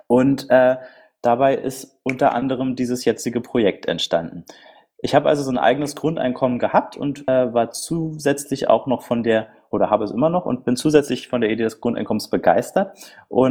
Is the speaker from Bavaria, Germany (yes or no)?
no; Berlin, Germany; Ich bin aus Berlin und 29 Jahre alt.